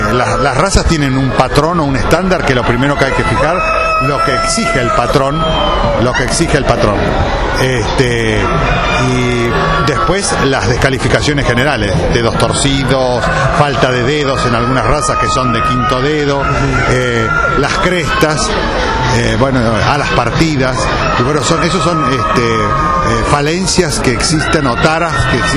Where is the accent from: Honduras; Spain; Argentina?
Argentina; Saladillo, Buenos Aires Province; yo empecé a los 8 años cuando yo soy oriundo de Saladillo